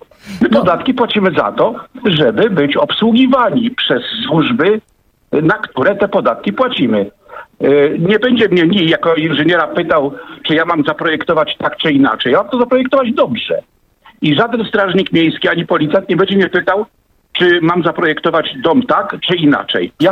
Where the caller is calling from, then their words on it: Olsztyn, Warmian-Masurian Voivodeship, Poland; Ja z Olsztyna telefonuję właśnie w tej sprawie tego samochodu.